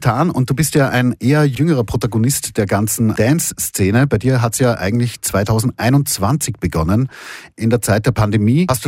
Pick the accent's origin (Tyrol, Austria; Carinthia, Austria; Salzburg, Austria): Salzburg, Austria; die Gegend, wo ich in Salzburg eben, wo ich aufgewachsen bin, da hat das dominiert, Hardhouse.